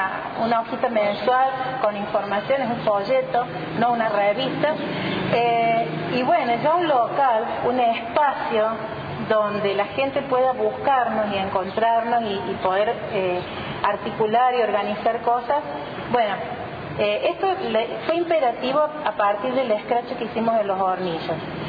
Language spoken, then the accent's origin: Spanish; Córdoba, Argentina; yo no soy de acá, yo soy de Córdoba